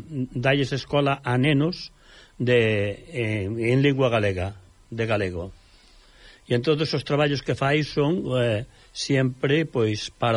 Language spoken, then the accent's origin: Galician; Galicia, Spain; moved away; cando estuve en Alemania como emigrante galego